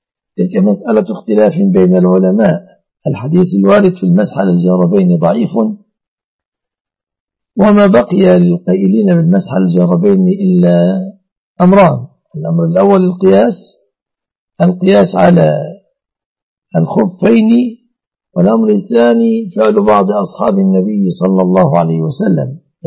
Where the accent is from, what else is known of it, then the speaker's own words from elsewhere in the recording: Egypt; الوضع عندنا في مصر